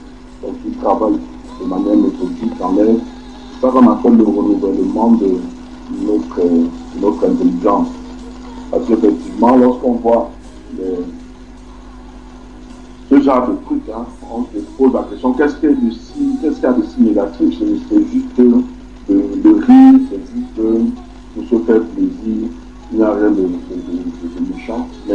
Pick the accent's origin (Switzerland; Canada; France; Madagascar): Canada; Il n'y a qu'une seule personne ici là qui est de Douala, sinon tout le reste là nous sommes du Canada.